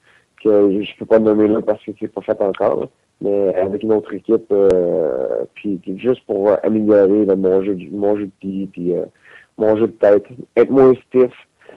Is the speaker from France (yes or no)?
no; Victoriaville, Quebec, Canada; Je pourrais dire non parce que je viens de Victoriaville